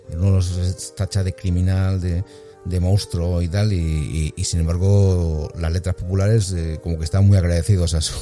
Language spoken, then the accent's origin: Spanish; Ávila, Castile and León, Spain; Yo soy de Ávila.